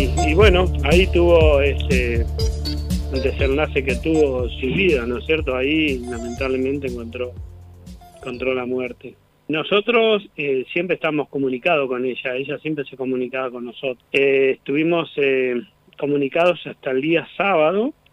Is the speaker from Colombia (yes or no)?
no; Núñez, Buenos Aires, Argentina; Nosotros somos de acá de Núñez.